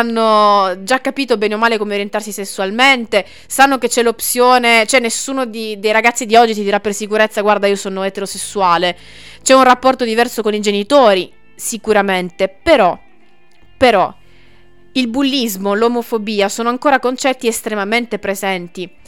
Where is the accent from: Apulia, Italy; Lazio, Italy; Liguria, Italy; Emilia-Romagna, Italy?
Apulia, Italy; Bari; io sono di Bari, ho studiato prevalentemente in Puglia